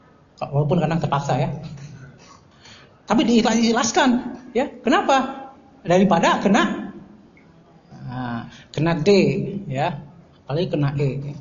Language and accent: Indonesian; West Java, Indonesia; Ya, saya malu sebagai orang Sunda, karena saya juga orang Melayu juga sebenarnya.